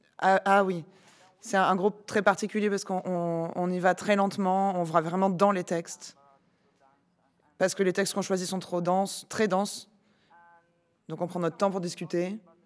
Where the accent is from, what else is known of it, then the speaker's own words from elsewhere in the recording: Indonesia; d'Indonésie.